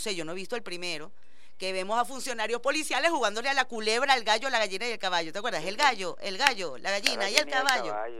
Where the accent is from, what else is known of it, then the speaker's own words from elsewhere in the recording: Venezuela; también ha corrompido a nuestra idiosincrasia, nuestros valores y nuestros principios como venezolanos